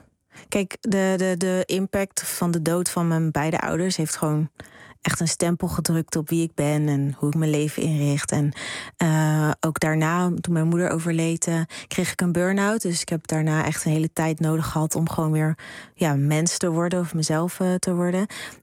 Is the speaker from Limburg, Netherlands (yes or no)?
no; Rotterdam, South Holland, Netherlands; Ik ben opgegroeid in Rotterdam.